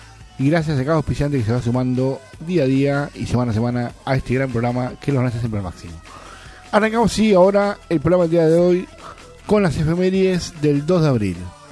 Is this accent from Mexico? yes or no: no; Argentina; soy muy patriota, soy muy argentino, soy muy defender mi tierra.